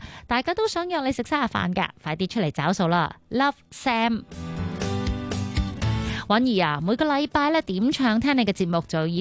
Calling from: Kwun Tong, Kowloon, Hong Kong; 我是观塘的

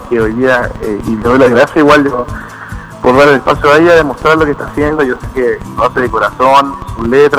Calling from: Iquique, Tarapacá, Chile; soy hermano de Viviana. Estoy llamando de acá desde Iquique.

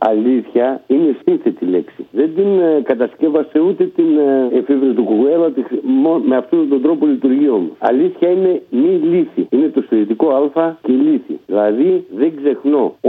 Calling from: Ioannina, Epirus, Greece; από τα Γιάννενα.

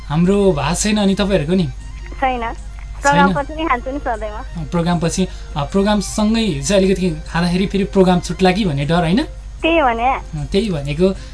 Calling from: Pokhara, Gandaki Province, Nepal

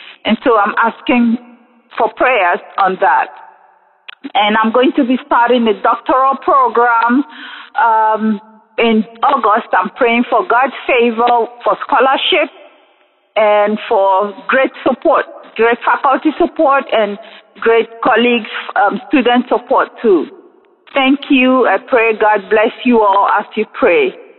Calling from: Texas, United States; I am calling from Texas.

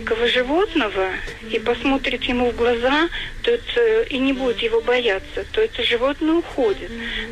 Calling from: Saratov Oblast, Russia; Я из Саратовской области звоню.

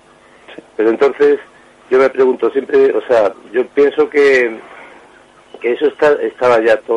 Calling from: Vigo, Galicia, Spain

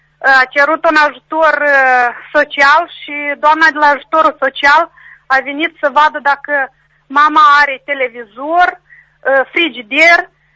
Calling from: Strășeni, Strășeni District, Moldova; din Strășeni.

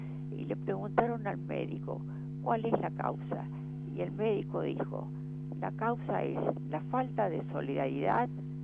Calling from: San Cristóbal, Buenos Aires, Argentina; de San Cristóbal.

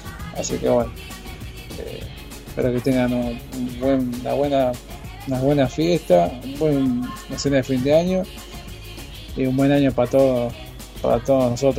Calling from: Quilmes, Buenos Aires Province, Argentina; de Quilmes y bueno, quería participar por el sorteo de las cajas navideñas.

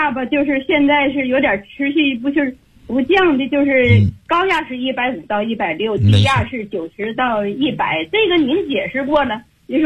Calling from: Beijing, China; 我是北京的学员，我今年72岁了。

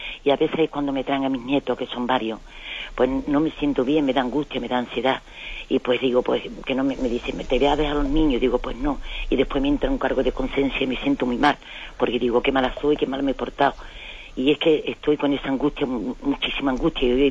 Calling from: Seville, Andalusia, Spain; de Sevilla.

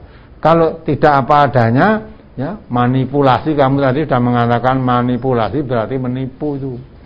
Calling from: Palembang, South Sumatra, Indonesia; dari Palembang

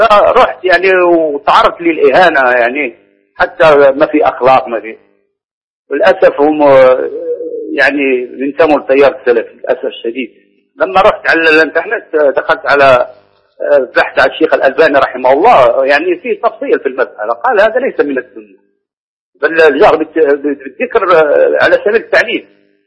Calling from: Morocco; أنا من المغرب

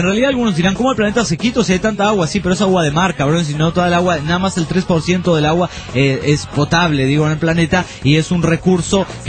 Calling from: Puno, Peru; de Puno, Perú.

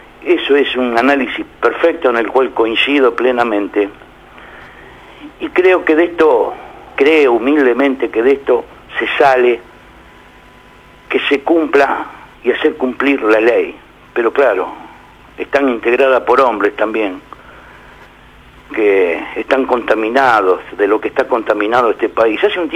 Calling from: Buenos Aires, Argentina; de la Boca.

